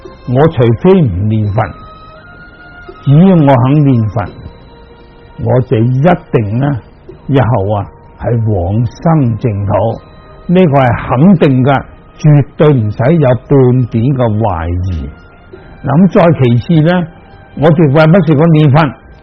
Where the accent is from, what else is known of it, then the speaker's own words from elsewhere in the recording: Hong Kong; 例如我哋香港人，就算大家好亲戚又好，好朋友又好